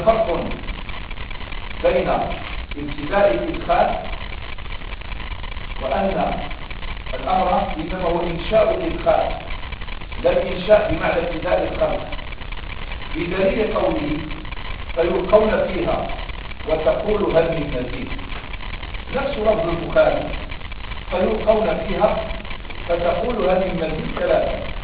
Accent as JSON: {"language": "Arabic", "country": "Egypt", "said": "أنا واحد مصري"}